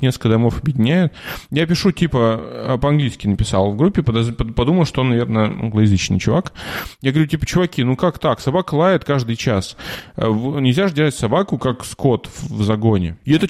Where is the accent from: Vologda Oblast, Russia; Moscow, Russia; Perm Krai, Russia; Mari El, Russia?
Vologda Oblast, Russia; Cherepovets; now in Germany; я ж парень из Череповца